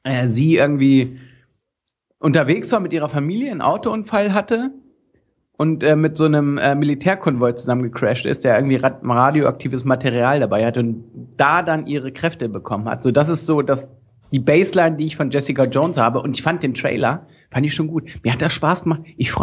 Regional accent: Lower Saxony, Germany; Ich komme aus Niedersachsen, du.

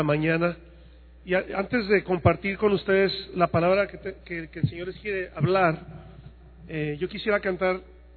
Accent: Mexico; soy mexicano, de hueso colorado.

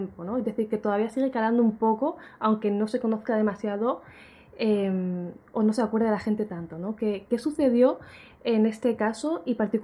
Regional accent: Alicante, Valencian Community, Spain; seguía haciendo aquí en Alicante, en mi tierra, conferencias

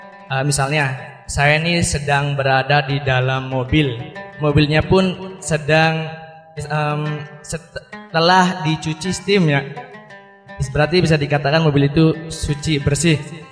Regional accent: Malang Semirang, West Java, Indonesia; Saya dari Desa Malang Semirang, Kecamatan Jatibarang, Kabupaten Indramayu. Dan saya masih umur 18 tahun.

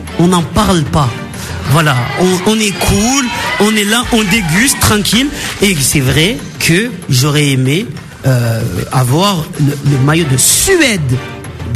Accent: Marseille, Provence-Alpes-Côte d'Azur, France; chez moi à Marseille, ils se calachent des jeunes de 19 ans

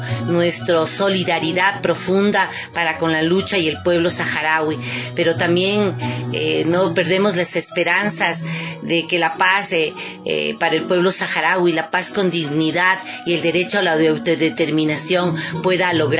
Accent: Ecuador; como ciudadanos ecuatorianos y ecuatorianas, tenemos que estar muy atentos

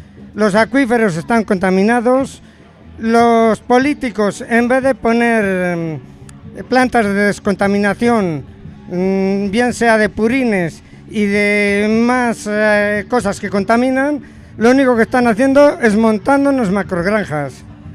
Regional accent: Pozo Antiguo, Castile and León, Spain; Yo soy de un pueblo que se llama Pozo Antiguo.

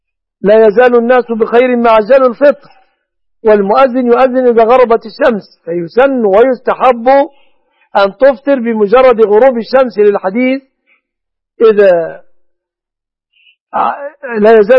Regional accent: Egypt

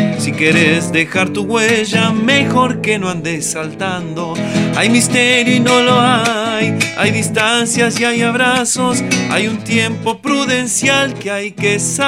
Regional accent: Pellegrini, Buenos Aires Province, Argentina; born there; Tengo 38 años, nací en Pellegrini, provincia de Buenos Aires.

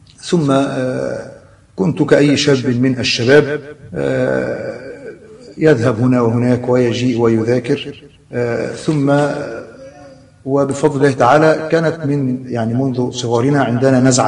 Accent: Alexandria, Alexandria Governorate, Egypt; ونشأت وترعرعت في محافظة الإسكندرية، وكنت ولدت في حي يسمى حي الجمرك بالإسكندرية، وهو حي مشهور من أقدم الأحياء في محافظة الإسكندرية، وقد مكثت منذ الصغر عند جدتي لأمي، ثم انتقلنا بعد ذلك إلى منطقة

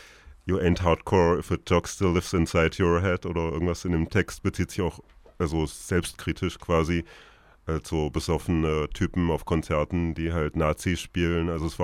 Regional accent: Kassel, Hesse, Germany; Also in Kassel, wo ich herkomme, gab es zwar auch gute Metal-Bands zu der Zeit

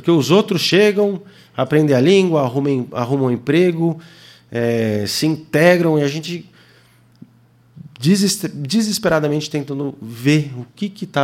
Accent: Senegal; moved away; Eu cresci no Senegal. Morei lá 12 anos. E a vida no Senegal era muito diferente. Meus pais moraram muito tempo na aldeia. É uma realidade completamente diferente. E eu cresci no meio do mato.

